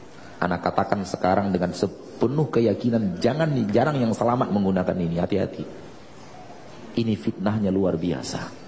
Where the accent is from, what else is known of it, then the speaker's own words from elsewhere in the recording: Padang, West Sumatra, Indonesia; Bukan gara-gara saya orang Padang ya.